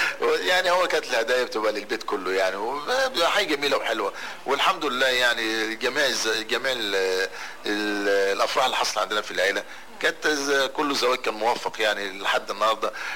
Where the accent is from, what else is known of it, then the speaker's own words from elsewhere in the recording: Damanhur, Beheira, Egypt; أنا من أبناء مدينة دمنهور، واتولدت في شبرا في شارع الجيشي.